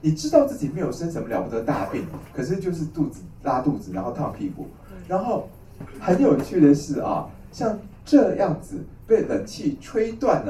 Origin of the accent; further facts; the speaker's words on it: China; 黄芩啊，是一个我们中国人的寒凉药